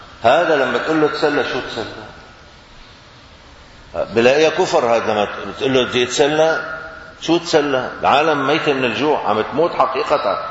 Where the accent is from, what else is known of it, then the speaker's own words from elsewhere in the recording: Syria; moved away; يعني انا خرجت من سوريا عام 1980 ميلادي، عام 1400 هجري، كان ما بنعرف شيء اسمه مانجا بسوريا